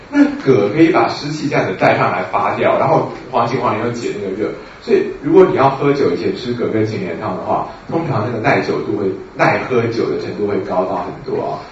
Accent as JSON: {"language": "Chinese", "country": "China", "said": "如果我们中国人画一个老鹰爪子，"}